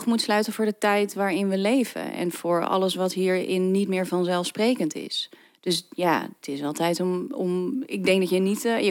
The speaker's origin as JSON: {"language": "Dutch", "country": "Netherlands", "said": "Ik kom uit Nederland."}